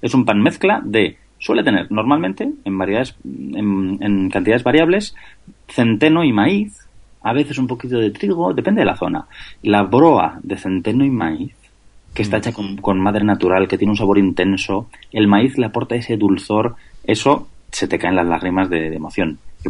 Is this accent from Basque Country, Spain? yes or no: yes; Basque Country, Spain; Yo, por ejemplo, soy de Vizcaya.